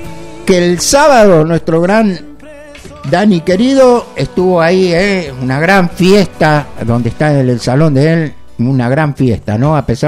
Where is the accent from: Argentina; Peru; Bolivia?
Argentina; San Vicente; born there; yo soy nacido en San Vicente